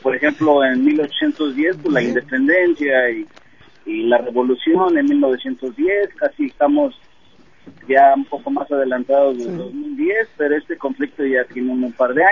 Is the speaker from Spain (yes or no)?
no; Mexico; moved away; Yo me vine de México hace 30 años